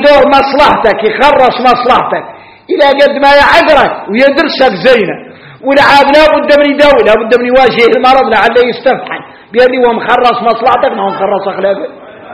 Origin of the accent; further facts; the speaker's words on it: Mauritania; احنا موريتاني دائما عندنا أسواق خارجي